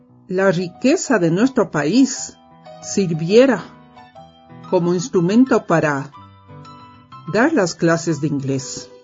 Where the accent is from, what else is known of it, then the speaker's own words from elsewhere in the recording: Quito, Pichincha, Ecuador; also born or lived in Michigan, United States; Soy quiteña de cepa, por más señas de padres chagras, y crecí con mucho apego a la historia de mi ciudad